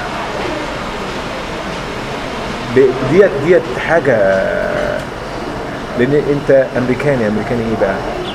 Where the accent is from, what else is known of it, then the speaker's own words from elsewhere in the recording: Benha, Qalyubia, Egypt; اهلي انا من بنها ما فيش حد ما بيعرف انجليزي